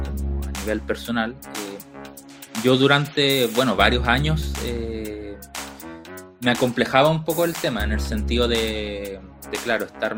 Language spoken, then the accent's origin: Spanish; Arica, Arica y Parinacota, Chile; que tienen que ver con la zona de donde vengo, Arica.